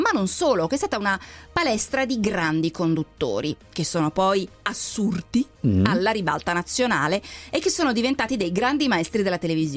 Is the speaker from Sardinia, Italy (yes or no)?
no; Lombardy, Italy; Io che sono lombarda, e anche tu, anche se sei un po' piemontese, ma sei lombardo anche tu, che vale uguale.